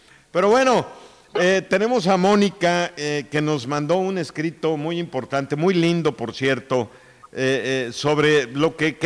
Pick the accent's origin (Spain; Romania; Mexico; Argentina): Mexico; es un dolor que los mexicanos traemos por lo que pasa en nuestro país